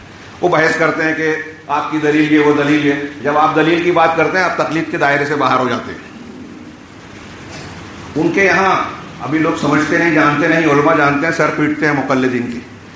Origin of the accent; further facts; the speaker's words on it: India; born there; ہم ہندوستان میں پیدا ہوئے، ہندوستانی ماں باپ نے جو لباس پہنایا ہم وہی پہن رہے ہیں